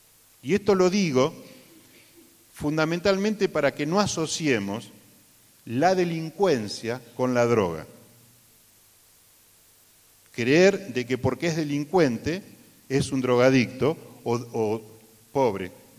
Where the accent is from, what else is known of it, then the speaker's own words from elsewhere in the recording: Puerto Madryn, Chubut, Argentina; allá en Puerto Madryn, soy de Puerto Madryn, un lugar relativamente marginal, podríamos decir que es un barrio que se llama San Miguel.